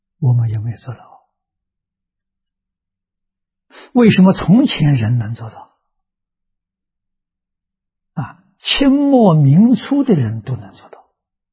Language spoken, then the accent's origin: Chinese; Anhui, China; 我们家乡 是一个古文化的发祥地啊，中国的桐城派，那就在我们家乡这个地区啊